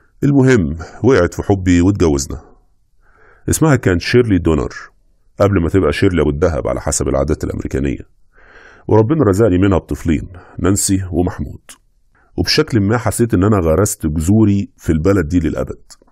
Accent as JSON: {"language": "Arabic", "region": "Monufia Governorate", "country": "Egypt", "also_born_or_lived": "United States", "said": "50 سنة، قضيت وقت طويل من حياتي في امريكا ولسه راجع مؤخرا. انا اصلا من المنوفيه،"}